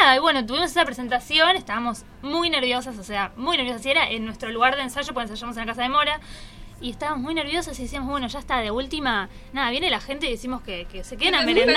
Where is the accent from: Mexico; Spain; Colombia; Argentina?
Argentina; Buenos Aires; bueno, somos de Capital.